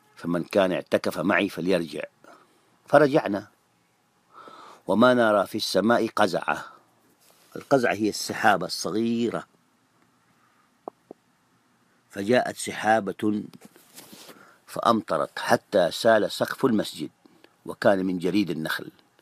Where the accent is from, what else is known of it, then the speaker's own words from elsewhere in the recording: Saudi Arabia; كما يسموه هنا عندنا في السعودية